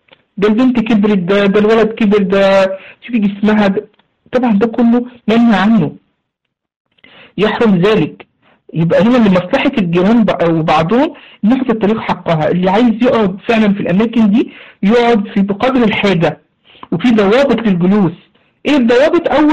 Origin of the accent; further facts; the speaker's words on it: Egypt; عندنا في مصر يسموه هنا إيه، بيعملوا فيه مصاطب